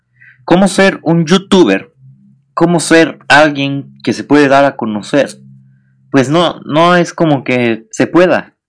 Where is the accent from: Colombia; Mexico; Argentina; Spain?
Mexico; Soy mexicano. Todos los mexicanos somos morbosos, somos chismosos.